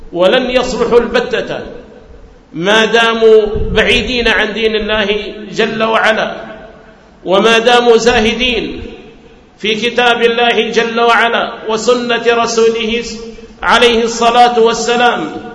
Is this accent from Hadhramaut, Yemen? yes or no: yes; Hadhramaut, Yemen; أن جعل في بلادي حضرموت دعاة على بصيرة، دعاة على علم